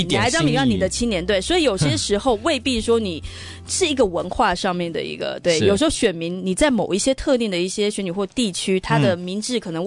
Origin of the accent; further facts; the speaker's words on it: Hsinchu, Taiwan; 新竹我故乡新竹